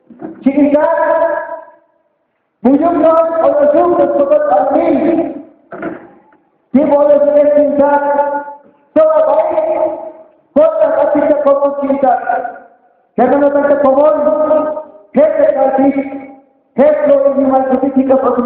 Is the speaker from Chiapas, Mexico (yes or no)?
yes; Chiapas, Mexico; first language Tzotzil; Spanish is a second language; quiero traducir un poco mi lengua materna, que es el lengua, la lengua tzotzil.